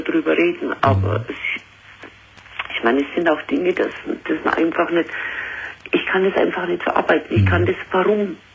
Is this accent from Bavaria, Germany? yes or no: yes; Waldkraiburg, Bavaria, Germany; Ich komme aus Waldkreiburg. Das ist zwischen München und Altötting.